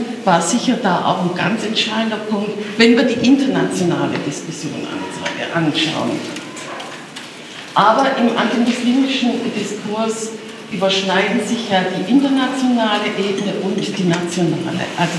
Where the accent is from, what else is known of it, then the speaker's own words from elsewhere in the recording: Berlin, Germany; ich komme aus Berlin.